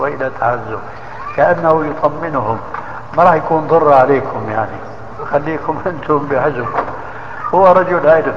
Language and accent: Arabic; Syria; ايه كانوا من كما يقولون عندنا في سوريا في الجماعة من عظم الرقبة